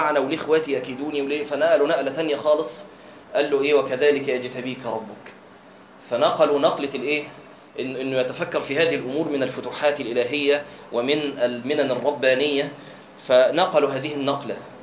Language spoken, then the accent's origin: Arabic; Egypt; لكن هو الأشهر عندنا في مصر كخ.